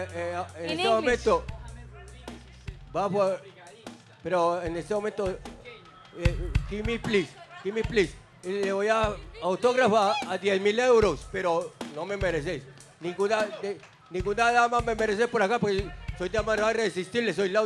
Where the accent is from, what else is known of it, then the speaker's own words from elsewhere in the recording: Antioquia, Colombia; Y somos paisas y colombianos.